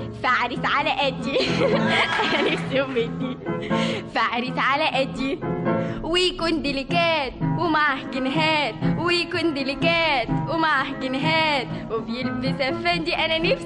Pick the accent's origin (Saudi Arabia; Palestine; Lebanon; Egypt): Egypt; born there; اه طبعا مدام مولوده في مصر وماما وبابا كلهم مولودين في مصر يبقى مصر